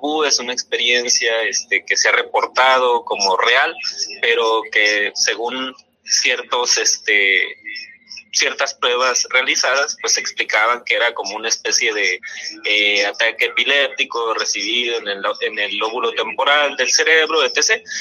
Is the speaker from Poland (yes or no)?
no; Chiapas, Mexico; now in Hermosillo, Mexico; Aunque originalmente soy de Chiapas